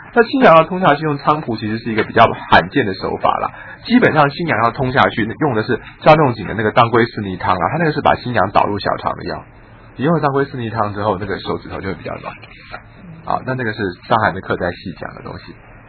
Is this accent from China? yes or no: yes; China; 我们中国人的春夏长夏秋冬这个顺序，对不对？